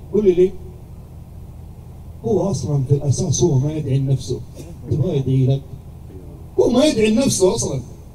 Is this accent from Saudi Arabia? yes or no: yes; Jeddah, Makkah Province, Saudi Arabia; سووا له مصلى متنقل عندنا في جدة